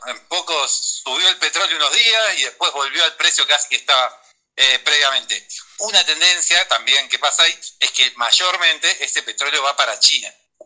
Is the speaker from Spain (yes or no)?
no; Neuquén, Argentina; also born or lived in Bolivia; a los 3 meses ya estaba viviendo en Neuquén, que es donde sigo viviendo, pero bueno, nací en Bolivia.